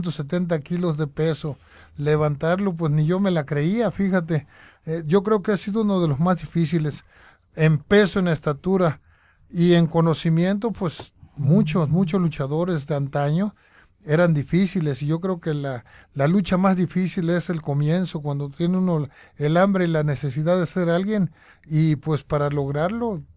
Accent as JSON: {"language": "Spanish", "town": "Guadalajara", "region": "Jalisco", "country": "Mexico", "tie": "born there", "said": "Yo nací en Guadalajara, yo venía aquí al Progreso"}